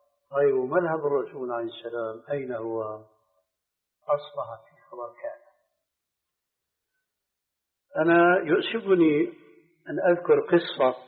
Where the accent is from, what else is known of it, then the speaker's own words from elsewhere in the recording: Syria; وقضية كما يقولون عندنا في الشام قضية محبوكة يعني رواية